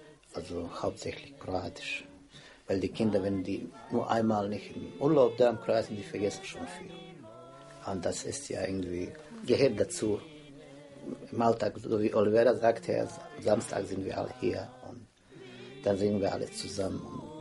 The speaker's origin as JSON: {"language": "German", "country": "Bosnia & Herzegovina", "second_language": "German", "said": "und ich bin auch aus Bosnien und Herzegowina"}